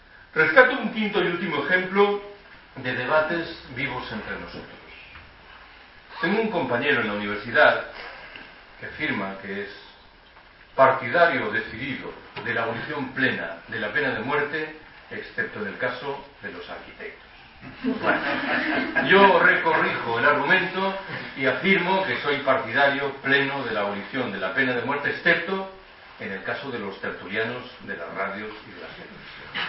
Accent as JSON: {"language": "Spanish", "region": "Galicia", "country": "Spain", "said": "Yo soy gallego."}